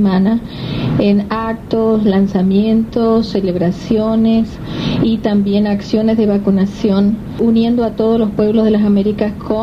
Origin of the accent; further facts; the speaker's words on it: Córdoba, Argentina; pero soy argentina, de Córdoba